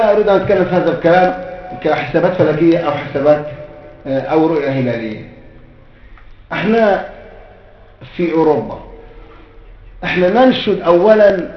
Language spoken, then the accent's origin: Arabic; Egypt; زي دكتور علي جمعه عندنا في مصر مرجعيه للمسلمين في مصر